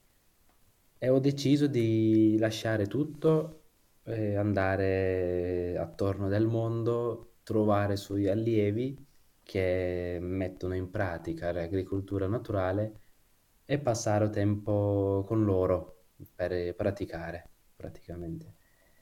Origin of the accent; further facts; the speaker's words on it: Kurdistan, Turkey; also born or lived in Istanbul; Io, diciamo, sono nato e cresciuto in Kurdistan, in Turchia. Poi sono andato a Istanbul per studiare.